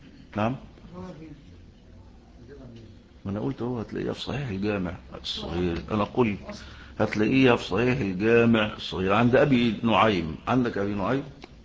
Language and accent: Arabic; Egypt; وهم بيأخذوا بهذا في القانون المصري عندنا في مصر